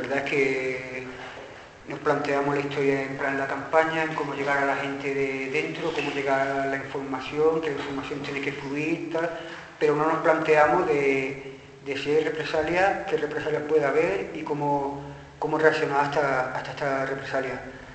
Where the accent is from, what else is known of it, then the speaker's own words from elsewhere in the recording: Córdoba, Andalusia, Spain; en Córdoba, de donde vengo